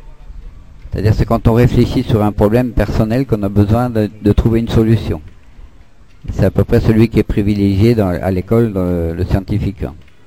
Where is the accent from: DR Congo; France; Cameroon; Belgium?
France; Grand Est; born there; also born or lived in Montpellier; moi je suis né en Lorraine, hein, j'ai passé un CAP de magasinier. Et il n'y a que en Lorraine-Alsace que ça existe.